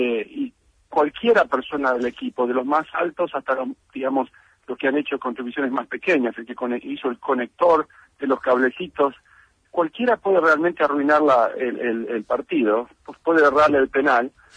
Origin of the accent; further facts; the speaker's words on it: Buenos Aires, Argentina; also born or lived in Villa Regina; yo crecí, nací en Villa Regina, Río Negro, crecí en Buenos Aires, soy bien porteño en ese sentido.